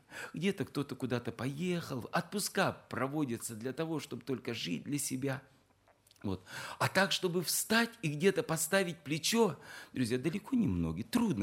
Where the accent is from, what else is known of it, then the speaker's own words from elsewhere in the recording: Siberia, Russia; Мы сибиряки, но все равно на севере мороз еще сильнее.